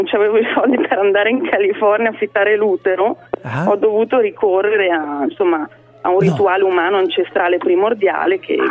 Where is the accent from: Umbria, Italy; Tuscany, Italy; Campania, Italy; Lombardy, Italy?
Lombardy, Italy; Bergamo; io sono bergamasca e mio marito è comasco.